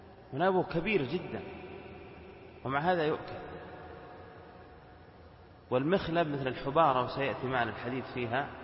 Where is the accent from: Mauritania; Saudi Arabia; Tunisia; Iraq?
Saudi Arabia; Al-Qassim; في بعض القرى عندنا في القصيم تشتهر بوجود الضبع فيها ويأكلونها.